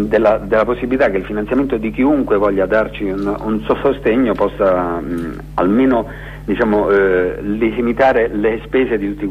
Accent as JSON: {"language": "Italian", "region": "Abruzzo", "country": "Italy", "accent": "Abruzzese", "said": "io ho sempre avuto un rapporto idiosincratico con il mio dialetto, cioè il dialetto abruzzese"}